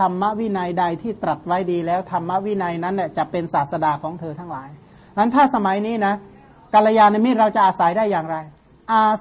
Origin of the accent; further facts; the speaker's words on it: Surin, Thailand; กลับบ้านที่สุรินทร์ก็มีที่ค้นตำราได้